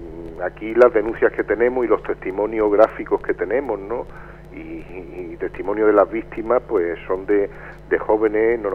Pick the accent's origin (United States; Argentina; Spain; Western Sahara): Spain; A nosotros como españoles, bueno, se nos respeta un poco más y demás